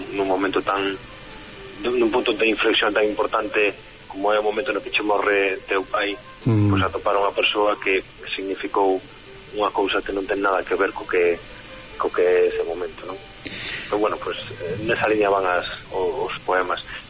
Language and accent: Galician; Ferrol, Galicia, Spain; non son da Costa da Morte, Son da zona de Ferrol, que é para, xa máis hacia o este da Coruña, é a Rías Altas, e por aí, tamén é costa da provincia da Coruña, sí. Pero bueno, sí, eu, de feito, agora mesmo estou xa falando desde Ferrol.